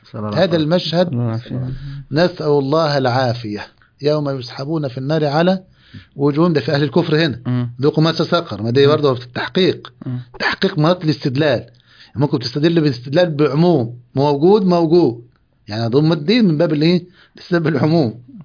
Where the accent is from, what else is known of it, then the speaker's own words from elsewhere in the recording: Egypt; هذه عندنا في مصر هنا كانت كحفص في هذه الأيام